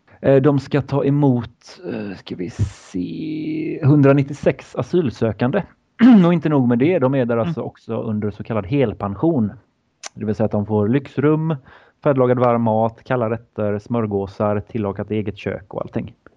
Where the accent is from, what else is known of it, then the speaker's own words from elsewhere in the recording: Sweden; Men jag misstänker att som svensk är man kanske lite mer ärlig